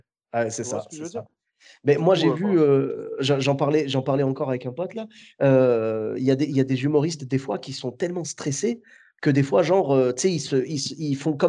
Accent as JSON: {"language": "French", "town": "Clermont-Ferrand", "region": "Auvergne-Rhône-Alpes", "country": "France", "lives_now": "Bordeaux, France", "said": "moi, je suis de Clermont-Ferrand à la base, tu vois. Et okay. je suis parti m'installer pour le travail à Bordeaux."}